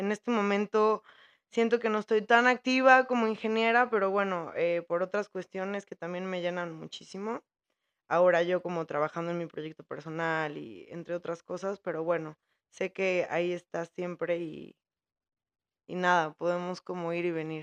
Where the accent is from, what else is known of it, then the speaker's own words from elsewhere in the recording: Puebla, Mexico; now in Mexico City, Mexico; de donde yo vengo, soy de la ciudad de Puebla